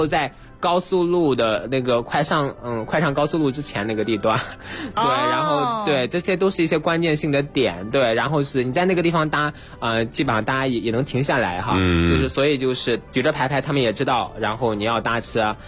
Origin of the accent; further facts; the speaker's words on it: Henan, China; 我来自于中国功夫之乡少林寺，我们家是在地图上是中国的中心。